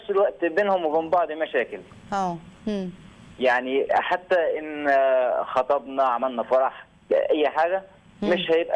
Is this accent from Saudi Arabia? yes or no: no; Faiyum, Faiyum Governorate, Egypt; انا 26 سنه من الفيوم.